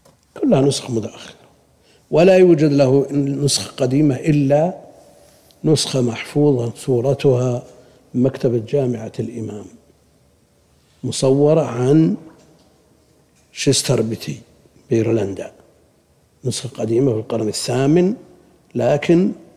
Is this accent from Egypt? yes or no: no; Buraydah, Al-Qassim, Saudi Arabia; الشيخ عندنا ببريدة ينسخ الكتب